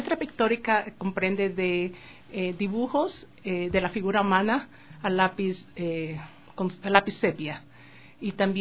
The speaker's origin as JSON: {"language": "Spanish", "country": "Ecuador", "tie": "born or raised there", "also_born_or_lived": "United States", "said": "Yo comencé desde muy temprana edad, aquí en mi tierra natal, Ecuador, como autodidacta."}